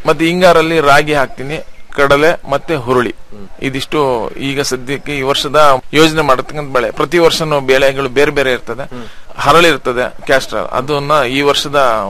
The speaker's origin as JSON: {"language": "Kannada", "town": "Sri Bidare", "region": "Karnataka", "country": "India", "said": "ನಂದು ಶ್ರೀ ಬಿದರೆ ಅಂತ ಹೇಳ್ಬಿಟ್ಟು, ಕಡೂರು ತಾಲೂಕು ಸಕರೆಪಟ್ಟಣ ಹೋಬಳಿ."}